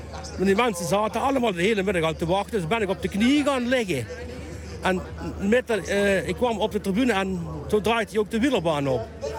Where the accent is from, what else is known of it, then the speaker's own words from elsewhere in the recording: Valkenburg, Limburg, Netherlands; Ik kom van Valkenburg.